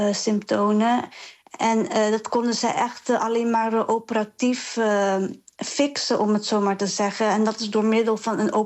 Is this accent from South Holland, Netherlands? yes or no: yes; Dordrecht, South Holland, Netherlands; born there; Ik werd dus geboren in Dordrecht